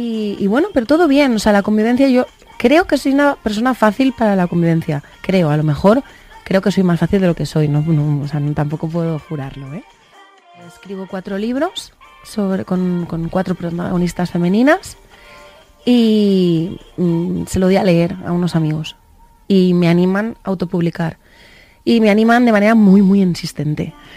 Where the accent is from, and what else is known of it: Valencia, Valencian Community, Spain; now in Madrid, Spain